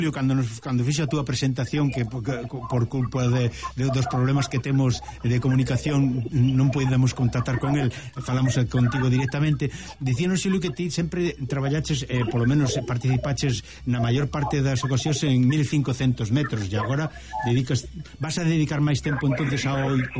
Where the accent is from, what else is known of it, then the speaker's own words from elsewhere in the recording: Galicia, Spain; A verdade é que temos que sentirnos satisfeitos como galegos por ter un representante no atletismo como a ti.